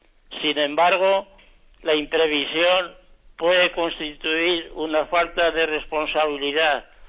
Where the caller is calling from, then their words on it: Zaragoza, Aragon, Spain; de Zaragoza.